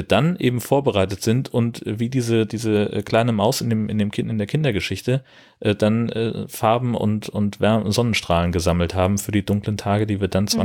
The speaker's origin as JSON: {"language": "German", "region": "Schleswig-Holstein", "country": "Germany", "said": "und ich als Schleswig-Holsteiner darf es nicht."}